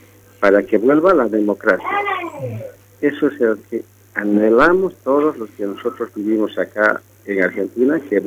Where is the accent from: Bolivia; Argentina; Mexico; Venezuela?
Bolivia; Y así, como boliviano, simplemente les quiero decirles, callaya Bolivia y que vuela la democracia.